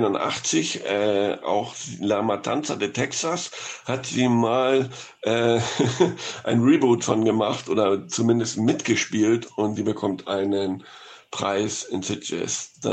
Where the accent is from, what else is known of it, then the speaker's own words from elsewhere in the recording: Hamburg, Germany; in meiner Heimatstadt Hamburg